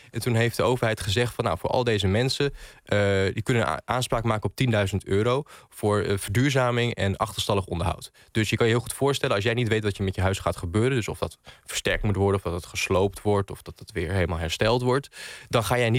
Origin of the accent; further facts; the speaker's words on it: Groningen, Netherlands; now in Drachten, Netherlands; Jawel, ik woon, ik woon in Drachten, maar okay. Officieel. Maar ik kom wel uit Groningen.